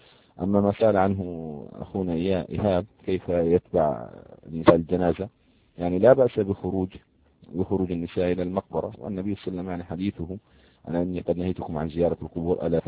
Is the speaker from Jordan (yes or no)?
yes; Jordan; يعني عندنا في الأردن